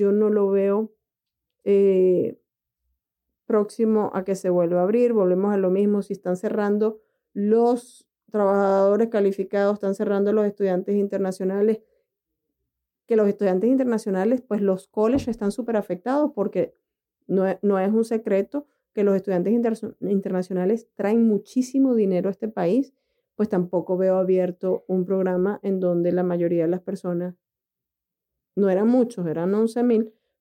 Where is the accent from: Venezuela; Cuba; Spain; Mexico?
Venezuela; Paola es colombiana y yo soy venezolana.